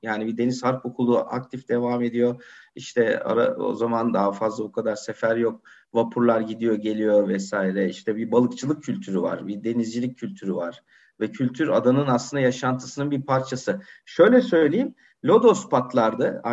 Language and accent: Turkish; Heybeliada, Istanbul, Turkey; Benim çocukluğum Heybeliada'da geçti. Yani yaz kış olarak geçti.